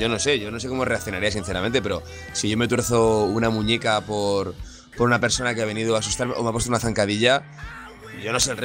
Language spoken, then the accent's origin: Spanish; Spain; En ese caso se nota que somos españoles